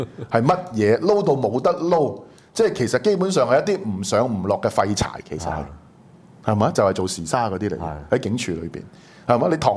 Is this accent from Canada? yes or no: no; Guangdong, China; 我哋廣東人是用呢個 W O N G。